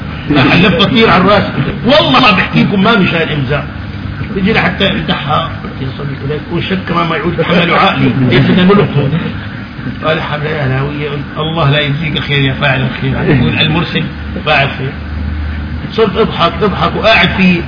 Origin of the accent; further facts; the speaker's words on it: Syria; لك انا من قطر السوري